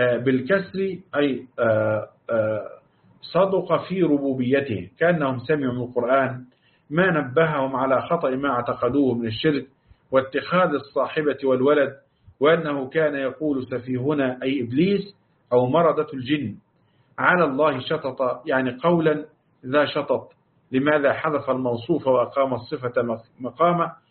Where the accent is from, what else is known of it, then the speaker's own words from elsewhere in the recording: Upper Egypt, Egypt; لأنها عندنا في الصعيد نقول يا بخت فلان، أو ده بخت عظيم